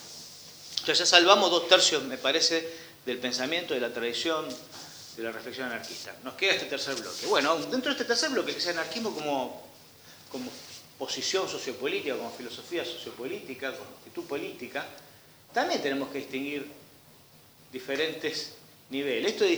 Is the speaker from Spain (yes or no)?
no; Argentina; Juan Pérez, que vive en Ushuaia, Cacho González, que vive en Jujuy, y yo somos argentinos